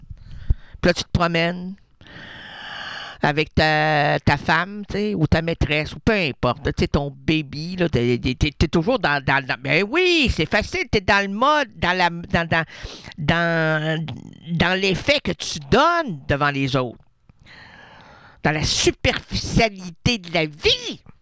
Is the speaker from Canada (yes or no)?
yes; Quebec City, Quebec, Canada; born there; Je suis né à Québec.